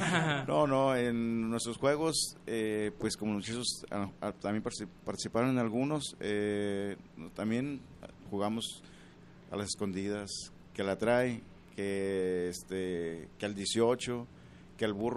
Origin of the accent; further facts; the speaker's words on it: Cuauhtémoc, Colima, Mexico; also born or lived in Guadalajara; primeramente yo nací aquí en Guadalajara. Pero fui, me llevaron al estado de Colima, y allá viví toda mi infancia.